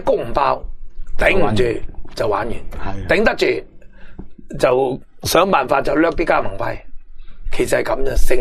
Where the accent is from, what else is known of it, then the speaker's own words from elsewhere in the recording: Hong Kong; 佢改变咗我哋香港人未来嘅消费模式，